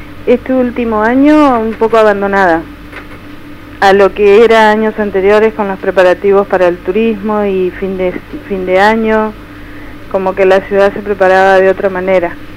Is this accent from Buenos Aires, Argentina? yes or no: no; General Conesa, Río Negro, Argentina; De General Conesa.